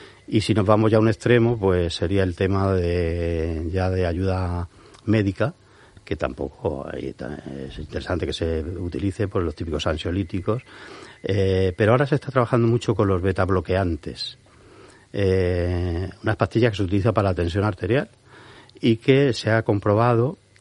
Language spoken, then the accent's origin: Spanish; Murcia, Region of Murcia, Spain; born there; Yo nací en Murcia, como os comentaba al principio, aunque no he vivido en Murcia mucho tiempo